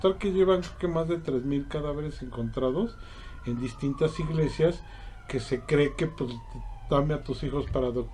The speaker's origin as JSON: {"language": "Spanish", "country": "Mexico", "said": "Claro que soy mexicano."}